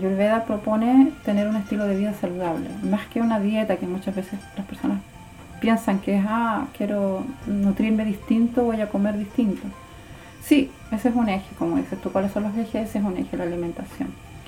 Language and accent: Spanish; Santiago, Santiago Metropolitan, Chile; also born or lived in Valdivia; nací en Valdivia, pero la vida de mis padres se tejió para Santiago. Entonces ahí hice después mis estudios, me casé, hice familia, mis hijos. Pero siempre vinculada a Valdivia